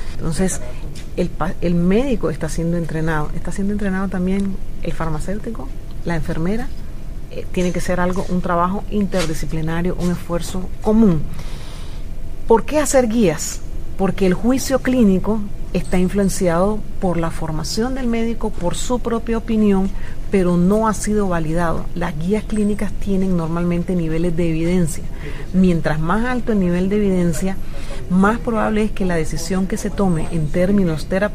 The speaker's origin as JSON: {"language": "Spanish", "country": "Panama", "said": "El Plan Nacional de Cuidados Paliativos se aprobó en mi país en el año 2009 y ahora comenzamos a tener ya centros pilotos, de tener solo uno en la ciudad de Panamá"}